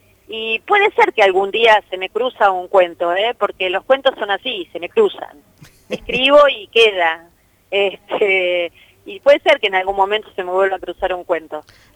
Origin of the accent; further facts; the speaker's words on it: Adrogué, Buenos Aires Province, Argentina; Sí, en realidad yo soy de Adrogué. Nacida y criada en Adrogué.